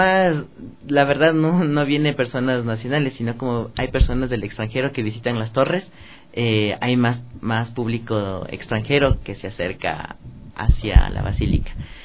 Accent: Ecuador; como somos ecuatorianos

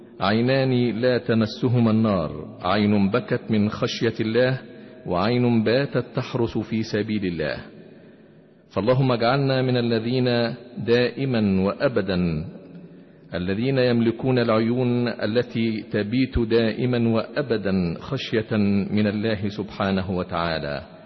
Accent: Egypt; ويحب بلادنا مصر العزيزة

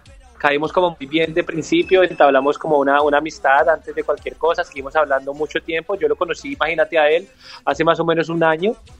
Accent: Colombia; now in Argentina; Yo soy colombiano, vengo desde Colombia.

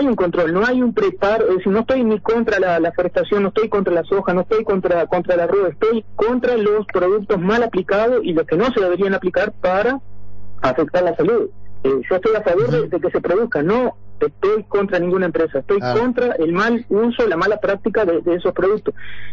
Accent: Florida, Uruguay; moved away; yo soy de Florida, ¿no? Me vine en el año 97 por cuestiones de trabajo, para trabajar en Carrao. Durante 10 años trabajamos en Carrao hasta el 2007, ¿no?

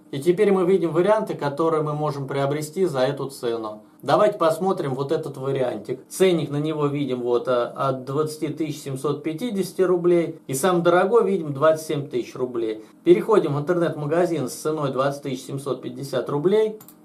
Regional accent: Voronezh, Voronezh Oblast, Russia; С Воронежа, я же вам сказал.

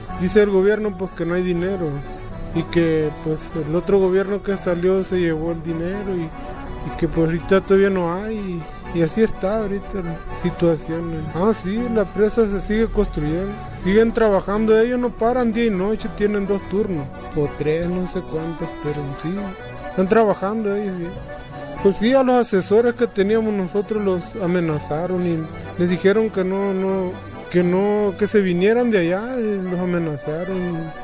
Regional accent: Álamos, Sonora, Mexico; Soy guarijío de Sonora, del municipio de Álamo. Ahí pues somos cuatro comunidades o cinco comunidades somos

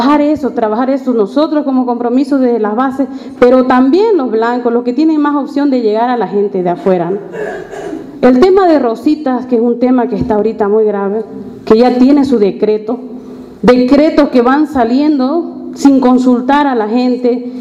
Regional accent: Bolivia; tenemos que hacer llegar a todos los hermanos, como bolivianos.

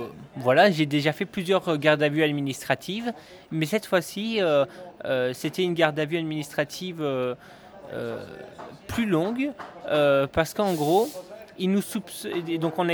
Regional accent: Belgium; de nationalité je suis français, mais j'ai toujours vécu en Belgique et je vis encore à l'heure actuelle en Belgique.

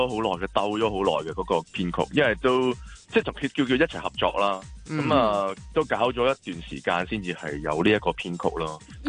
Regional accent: Hong Kong; 要俾我哋香港人要啲咩 message， 我冇嘅。

